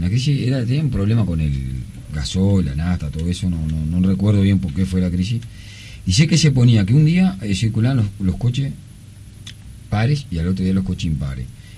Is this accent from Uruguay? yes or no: yes; Uruguay; Somos 3 millones, no somos nada. Somos un barrio de San Pablo.